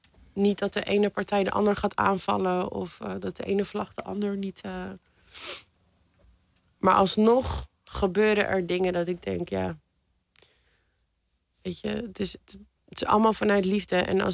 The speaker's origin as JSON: {"language": "Dutch", "country": "Iran", "said": "Ja, mijn droom is toch naar mijn land terug te gaan."}